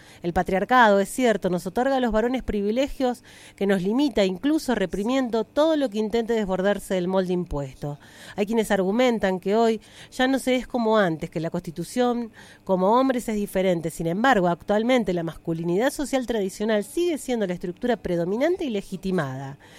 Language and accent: Spanish; Dorrego, Buenos Aires, Argentina; born there; Yo nací en Dorrego y el programa se va a retransmitir en Radio Submarina de mi pueblo natal.